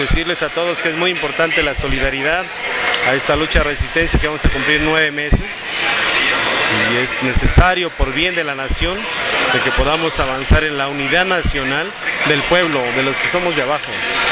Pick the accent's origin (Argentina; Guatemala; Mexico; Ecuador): Mexico; contraconocimiento que están implementando en México para despojarnos hasta de nuestra identidad como mexicanos